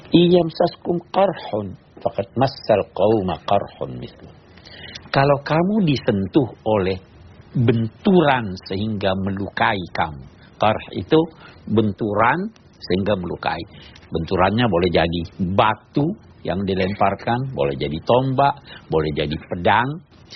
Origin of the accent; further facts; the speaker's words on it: South Sulawesi, Indonesia; Saya di kampung saya di Sulawesi Selatan ada peribahasa